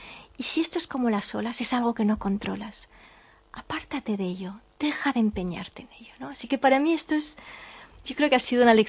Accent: Catalonia, Spain; soy española, soy catalana, cuando voy a Galicia me siento gallega, soy europea

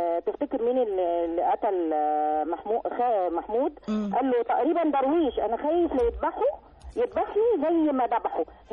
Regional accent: Alexandria, Alexandria Governorate, Egypt; من اسكندرية

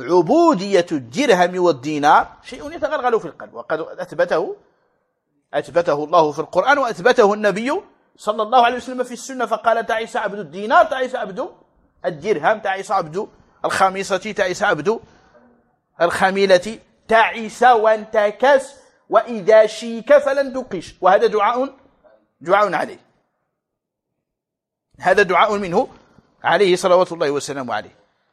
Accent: Morocco; حنا المغرب هادو المغاربة المحتفين

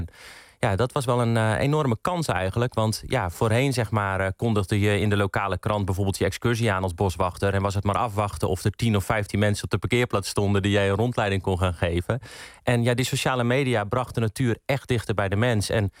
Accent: Sliedrecht, South Holland, Netherlands; Dit was inderdaad een omroep van het dorp waar ik opgegroeid ben in Sliedrecht.

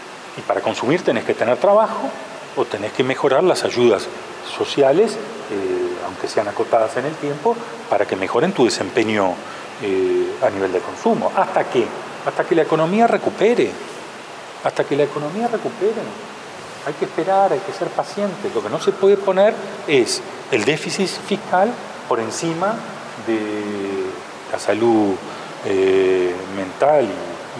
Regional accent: Uruguay; O si lo principal, además de la pandemia, somos los uruguayos.

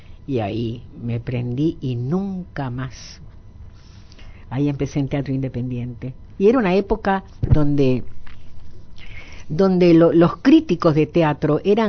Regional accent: Uruguay; also born or lived in Hamburg; soy uruguaya. Nacionalidad uruguaya, pero nací en Hamburgo. Pero después los alemanes, cuando tuve que hacer los papeles, no me quisieron porque tengo que ser de padre y mi papá es polaco, así que uruguaya.

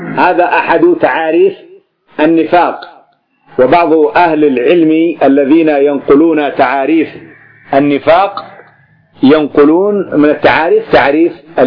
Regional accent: Yemen; أما عندنا في اليمن

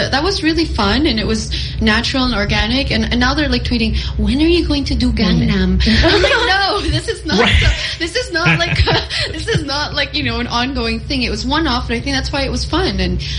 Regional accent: Kansas, United States; born there; yeah, I was born in Kansas

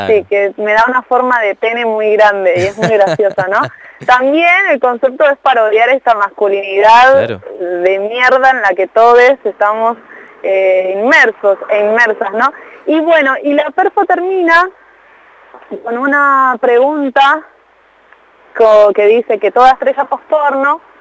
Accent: Moreno, Buenos Aires Province, Argentina; now in Buenos Aires, Argentina; yo nací en Moreno, viví en Moreno, qué sé yo, ahora hace poquito estoy viviendo en Capital. Pero soy de Moreno, o sea, me tira al barrio

